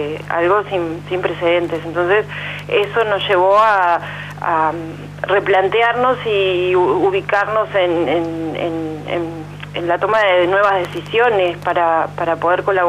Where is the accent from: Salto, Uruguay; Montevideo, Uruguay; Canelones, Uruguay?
Montevideo, Uruguay; Nosotros somos de Montevideo, si bien tenemos vinculación familiar con el departamento de San José de muchos años, antes de llegar aquí a Quillú estábamos viviendo en Montevideo.